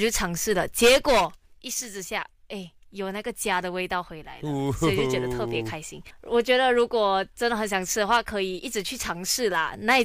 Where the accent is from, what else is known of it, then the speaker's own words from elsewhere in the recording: Penang, Malaysia; moved away as an adult; now in Kuala Lumpur, Malaysia; 就因为我本身是一个槟城人嘛，然后我来到 KL 上大学